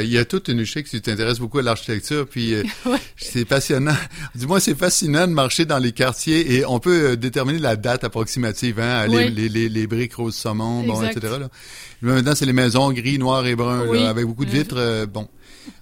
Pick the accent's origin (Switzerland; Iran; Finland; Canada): Canada; Beauport, Quebec; moi, je me souviens des quartiers où j'ai passé mon enfance, à Beauport, il y avait de tout petits arbres un peu partout.